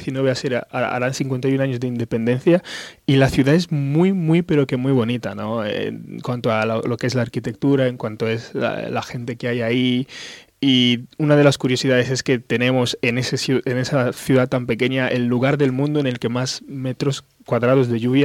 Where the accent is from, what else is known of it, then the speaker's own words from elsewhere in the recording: Malabo, Bioko Norte, Equatorial Guinea; Sí, soy de Malabo. Es la capital de un pequeño país que se encuentra en Centro África que se llama Guinea Ecuatorial.